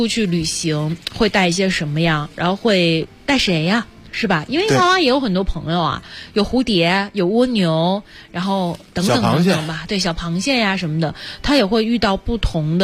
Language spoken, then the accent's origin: Chinese; Shenzhen, Guangdong, China; 因为当时我们是在海边嘛，我不是在这个深圳长大嘛，